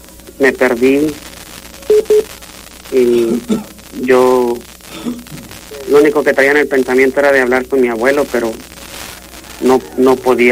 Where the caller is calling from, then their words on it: Dallas, Texas, United States; Hablo de aquí, de Dallas, Texas.